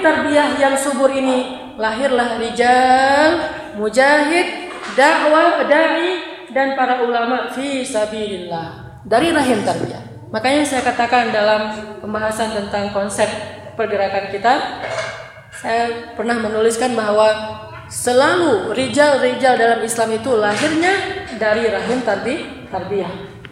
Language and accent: Indonesian; Egypt; Indonesian is a second language; now in Indonesia; Saya dari Mesir